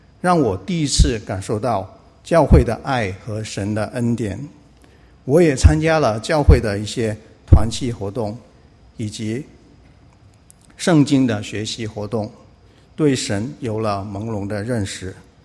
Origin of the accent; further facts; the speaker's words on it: Nanning, Guangxi, China; now in United States; 我来自广西南宁，2005年来到美国，追寻自己的梦想。之前在国内从来没有接触过教会，接受的是非常正统的共产主义教育、无神论的教育